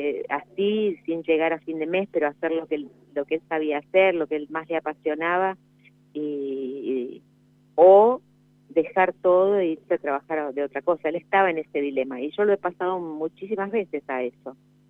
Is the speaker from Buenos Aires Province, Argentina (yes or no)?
no; San Luis, Argentina; born there; yo nací en San Luis, entonces tuvimos muchísimas cosas en común